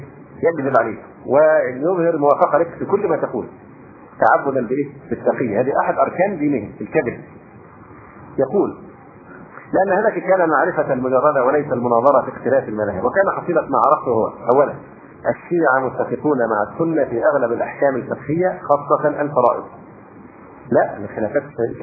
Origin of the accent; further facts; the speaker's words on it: Egypt; فموضوع أن المصريين هم مش بيعزونا عشان إحنا مصريين